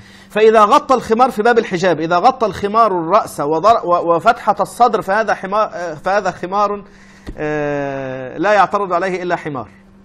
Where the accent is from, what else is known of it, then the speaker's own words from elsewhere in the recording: Egypt; الكلام ده في مصر صعب جدا الناس تفهمه، انا مصري وعارف انا بقول ايه